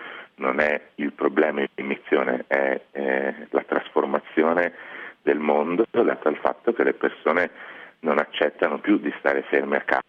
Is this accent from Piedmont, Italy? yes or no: no; Padua, Veneto, Italy; io sono nato e cresciuto a Padova in un contesto molto monoetnico, in cui i miei compagni di classe erano tutti dello stesso quartiere